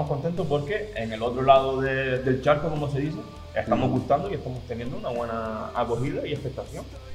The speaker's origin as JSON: {"language": "Spanish", "town": "Las Palmas", "region": "Canary Islands", "country": "Spain", "said": "yo vengo de Las Palmas y allí también tocaba en un grupo que se llamaba"}